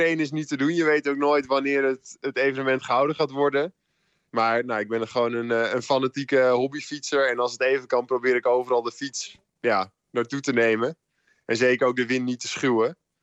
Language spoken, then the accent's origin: Dutch; Leiden, South Holland, Netherlands; Hey, ik kom zelf uit Leiden.